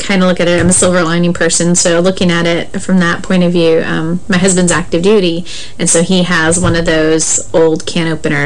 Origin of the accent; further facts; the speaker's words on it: Montana, United States; I grew up in Montana, so ice and snow and cold weather wasn't an uncommon occurrence for me. And when we moved to this area